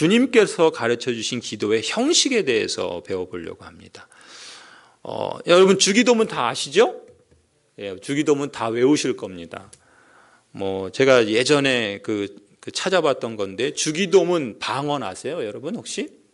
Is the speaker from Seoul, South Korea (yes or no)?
yes; Seoul, South Korea; also born or lived in Chungcheong; 제가 저희 고향은 충청도고 저는 서울 사람인데